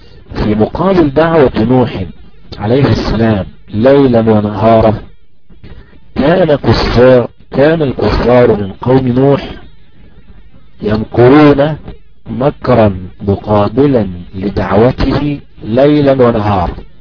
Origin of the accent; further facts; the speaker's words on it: Egypt; فمثلا عندنا في مصر الأهرامات الثلاثة، مثلا عندنا في مصر نهر النيل